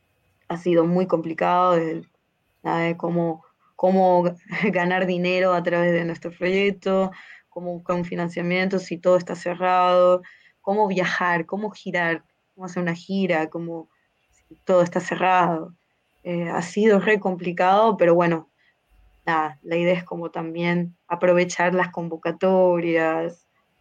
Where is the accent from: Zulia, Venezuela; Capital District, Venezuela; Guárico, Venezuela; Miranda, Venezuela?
Zulia, Venezuela; Maracaibo; yo soy de Maracaibo, Estado Zulia, que es la costa oriental del lago allá en Venezuela